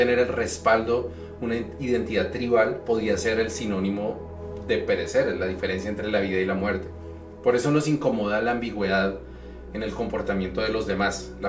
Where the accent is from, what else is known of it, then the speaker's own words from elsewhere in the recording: Colombia; Recientemente en Colombia, digamos, de donde soy yo originalmente